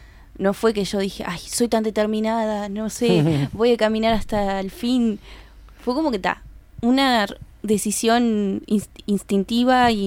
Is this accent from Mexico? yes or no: no; Montevideo, Uruguay; Sí, soy de Montevideo.